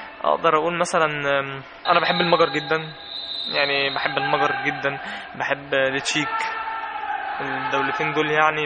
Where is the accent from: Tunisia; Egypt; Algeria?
Egypt; ما عندهمش نسبة التلوث اللي عندنا في مصر بصراحة